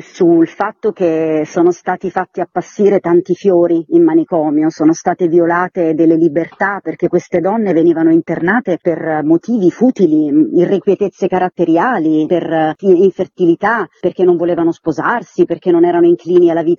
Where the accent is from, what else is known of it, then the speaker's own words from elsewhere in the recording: Teramo, Abruzzo, Italy; Io tra l'altro sono abruzzese teramana e a Teramo c'è stato uno dei più grandi manicomi in Italia